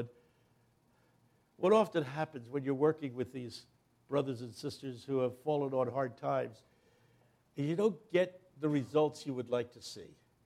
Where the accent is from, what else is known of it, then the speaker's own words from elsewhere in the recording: Philadelphia, Pennsylvania, United States; Glad to be here in Little Rock. I come down from the Philadelphia area.